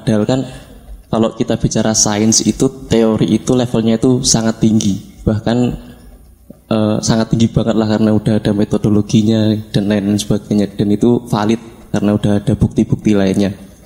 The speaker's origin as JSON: {"language": "Indonesian", "town": "Wonogiri", "region": "Central Java", "country": "Indonesia", "said": "Saya dari Wonogiri, Jawa Tengah."}